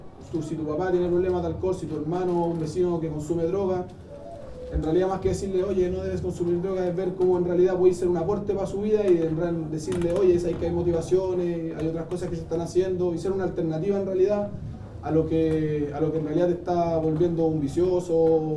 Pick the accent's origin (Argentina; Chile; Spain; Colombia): Chile; Estación Central, Santiago Metropolitan Region; Nosotros venimos de Estación Central, de la población Santiago, Los Nogales, compañeros de la población Guillermo Bonilla.